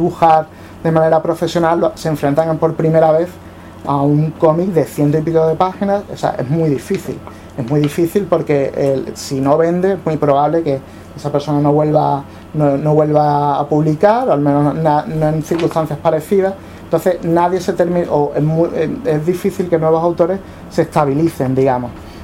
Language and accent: Spanish; Seville, Andalusia, Spain; somos de la misma quinta más o menos, los que crecimos en Sevilla 80, final de los 80, principio de los 90